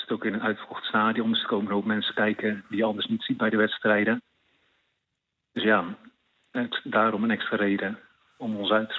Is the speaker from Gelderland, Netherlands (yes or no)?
yes; Tiel, Gelderland, Netherlands; Ik kom zelf uit Tiel, dus op zich nog een stukje bij Den Bosch vandaan. Half uurtje rijden ongeveer.